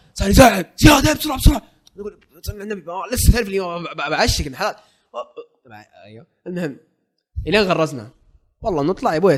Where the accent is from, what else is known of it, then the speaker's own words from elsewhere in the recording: Jeddah, Makkah Province, Saudi Arabia; يا عمي احنا من جده